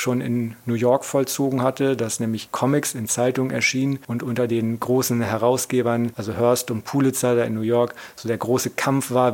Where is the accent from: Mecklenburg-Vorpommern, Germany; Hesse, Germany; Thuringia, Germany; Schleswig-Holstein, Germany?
Schleswig-Holstein, Germany; ich komme aus Norddeutschland und da gibt es den Landkreis Dithmarschen, da komme ich her. Da ist eigentlich gar nicht so viel los, sehr landwirtschaftlich geprägt, größtes Kohlanbaugebiet Nordeuropas, glaube ich.